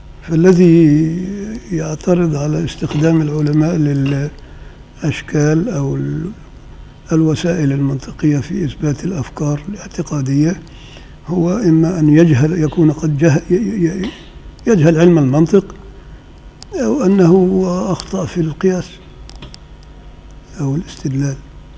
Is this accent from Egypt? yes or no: yes; Upper Egypt, Egypt; فإنما عندنا في الصعيد كده، الصعيد الأدنى